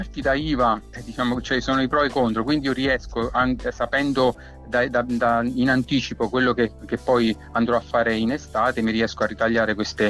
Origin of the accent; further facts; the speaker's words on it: L'Aquila, Abruzzo, Italy; now in Ortona, Italy; Sono aquilano, ma sto a Ortona da tanti anni.